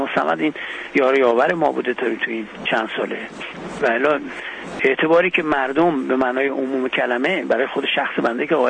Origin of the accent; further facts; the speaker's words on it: Iran; به عنوان یک ایرانی سال نو خورشیدی